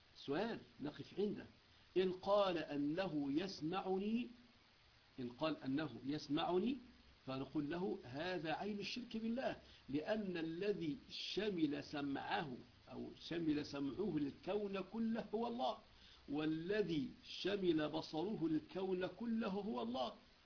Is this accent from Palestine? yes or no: no; Egypt; لأنه مشهور عندنا في مصر